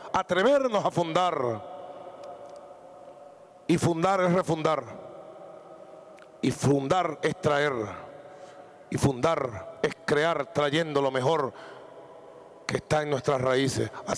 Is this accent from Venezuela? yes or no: yes; Venezuela; nosotros los revolucionarios venezolanos, los patriotas venezolanos